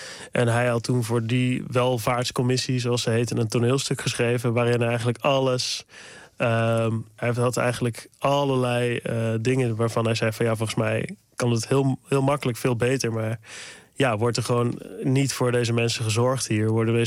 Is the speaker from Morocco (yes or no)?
no; North Brabant, Netherlands; ik voel me gewoon hier gewoon uit Brabant, uit het dorp.